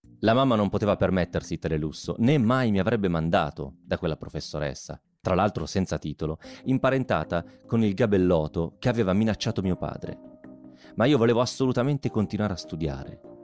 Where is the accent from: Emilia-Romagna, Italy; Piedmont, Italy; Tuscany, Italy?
Piedmont, Italy; parlo da piemontese che vive in Lombardia